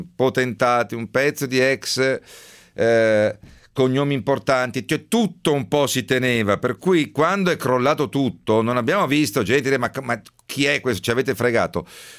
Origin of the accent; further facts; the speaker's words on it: Veneto, Italy; lo dico da Veneto